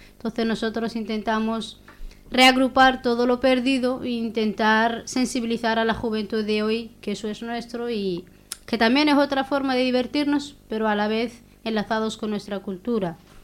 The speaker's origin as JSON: {"language": "Spanish", "country": "Western Sahara", "accent": "Hassaniya", "said": "hablan muy poco el hasenía, que es nuestro dialecto."}